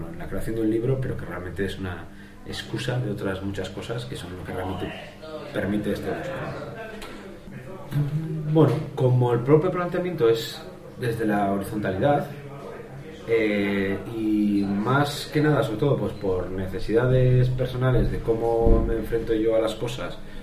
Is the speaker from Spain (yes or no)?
yes; Bilbao, Basque Country, Spain; vengo de Bilbao